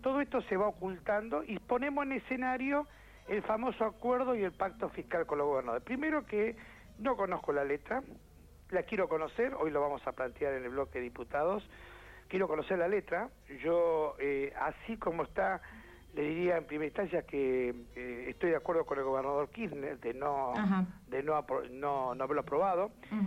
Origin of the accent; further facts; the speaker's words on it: Chubut, Argentina; yo soy de la Patagonia, soy de Chubú